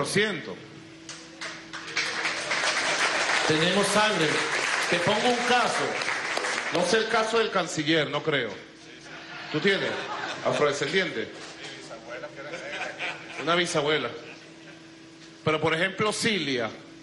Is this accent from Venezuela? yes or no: yes; Venezuela; desde Venezuela, desde nuestra rebeldía afrodescendiente